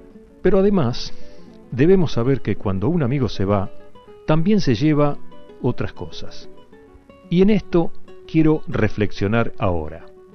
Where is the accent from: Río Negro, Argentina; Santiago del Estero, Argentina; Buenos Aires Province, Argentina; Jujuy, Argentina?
Buenos Aires Province, Argentina; Olavarría; forman una barra en mi ciudad de origen, Olavarría.